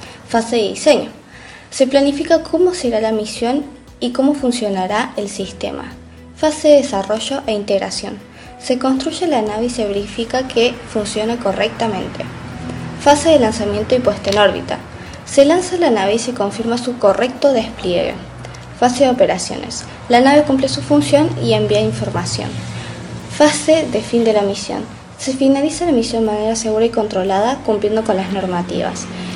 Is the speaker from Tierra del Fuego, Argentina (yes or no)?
no; Córdoba, Argentina; soy de Córdoba, Argentina